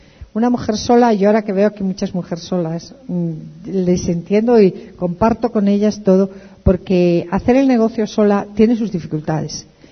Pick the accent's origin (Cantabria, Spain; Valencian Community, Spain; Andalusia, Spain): Cantabria, Spain; Santander; Yo tenía muchas ganas de regresar a mi tierra. Yo soy de Santander, del norte de España. Tenía muchas ganas de regresar a mi tierra